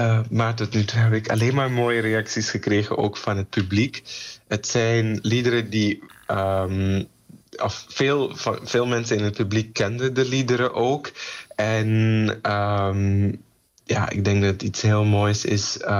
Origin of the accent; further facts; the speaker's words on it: Suriname; Ik ben Surinamer ook en ook heel trots op de Surinaamse muziek.